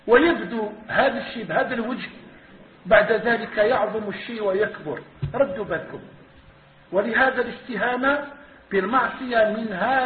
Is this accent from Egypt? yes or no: no; Algeria; إحنا شوية جزائريين